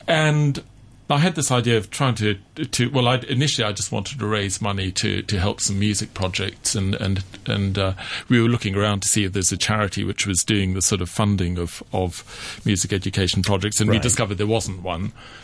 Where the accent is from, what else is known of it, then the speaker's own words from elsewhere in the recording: South Africa; born there; I was born in South Africa, and as a musician